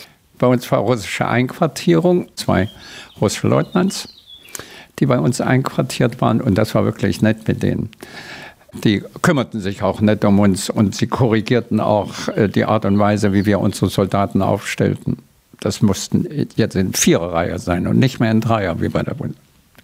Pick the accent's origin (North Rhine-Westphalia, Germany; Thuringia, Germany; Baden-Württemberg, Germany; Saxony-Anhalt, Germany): Thuringia, Germany; Jena; Ich bin ein Jahrgang 34. Also ich wurde in Jena geboren. Mein Vater war ein praktischer Arzt. Da hatte ich meine Kindheit.